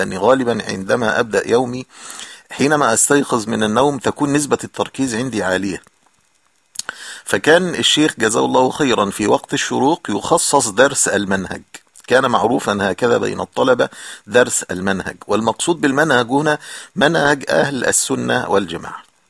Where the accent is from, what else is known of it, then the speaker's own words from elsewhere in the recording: Egypt; يعني كان عندنا في مصر نقول فطار أو إفطار